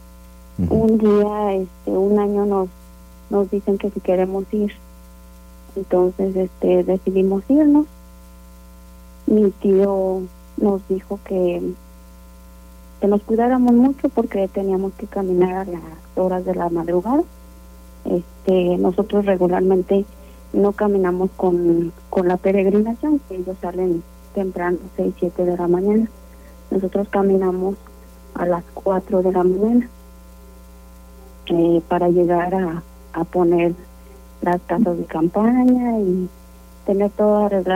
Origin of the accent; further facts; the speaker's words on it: San Miguel de Allende, Guanajuato, Mexico; nosotros somos originarios aquí de San Miguel de Allende.